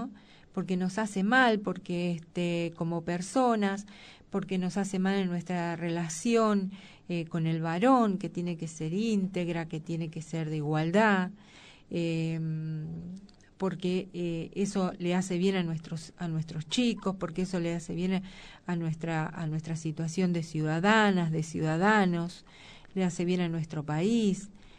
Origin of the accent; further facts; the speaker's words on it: Argentina; Nosotros, como argentinos, pero no podemos hacer, pero como mujeres sí podemos hacer esa crítica.